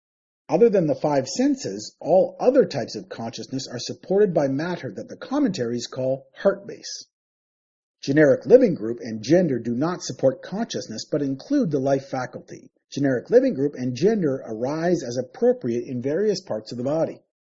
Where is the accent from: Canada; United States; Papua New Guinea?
Canada; Growing up in Canada, I was raised Christian and I went to church most Sundays.